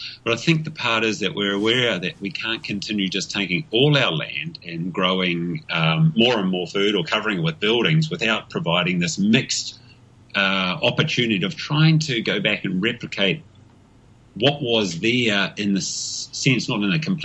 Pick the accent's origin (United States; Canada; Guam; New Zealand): New Zealand; But then again, I have a real challenge as being a New Zealander with our good old Australian imports, the possum